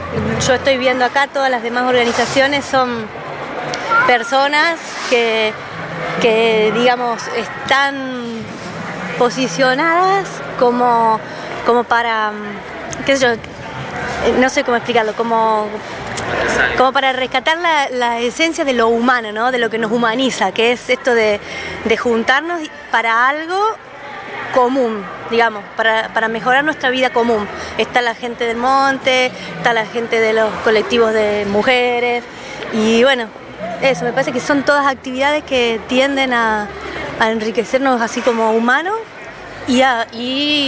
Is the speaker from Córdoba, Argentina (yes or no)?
yes; Unquillo, Córdoba, Argentina; vengo de Unquillo